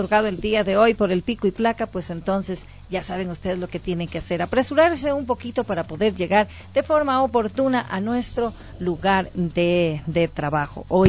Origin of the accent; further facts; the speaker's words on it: Ecuador; no ser tan apapachadores como lo somos todos los ecuatorianos